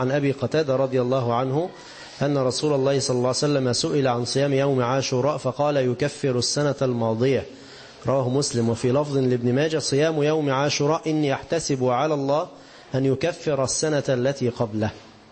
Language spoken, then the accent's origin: Arabic; Egypt; مصري ونحن من مصر